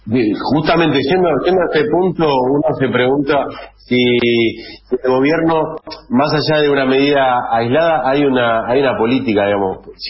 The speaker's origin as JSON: {"language": "Spanish", "region": "Buenos Aires", "country": "Argentina", "said": "Te lo digo como dirigente porteño"}